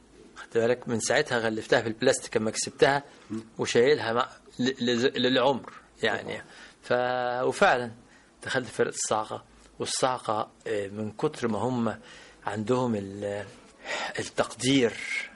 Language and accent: Arabic; Port Said, Port Said Governorate, Egypt; إحنا كنا في بورسعيد، وتولدت في بورسعيد، وكان والدي اللي هو … كان قائد المنطقة الشرقية العسكرية، ونشأنا في بيئة ملتزمة فيها احترام،